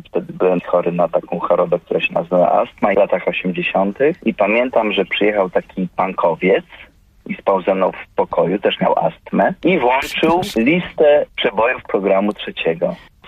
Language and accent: Polish; Rzeszów, Subcarpathian Voivodeship, Poland; Ja wychowałem się w Rzeszowie